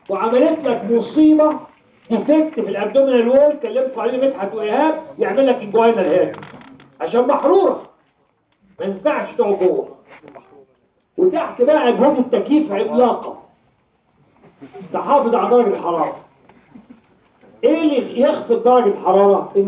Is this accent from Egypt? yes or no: yes; Egypt; احنا عندنا في مصر في البيت نحب نسحب الشقه